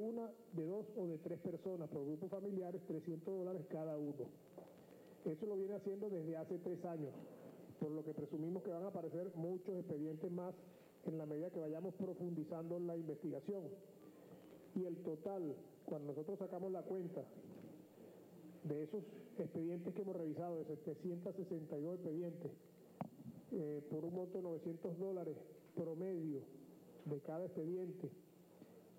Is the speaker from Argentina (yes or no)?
no; Venezuela; los venezolanos.